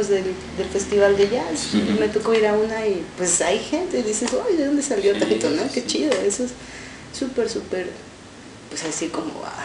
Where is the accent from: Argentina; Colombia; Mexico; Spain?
Mexico; Texcoco, State of Mexico; Yo viví el DF, porque yo soy del Estado de México, uh-huh. de Texcoco. Viví ahí 10 años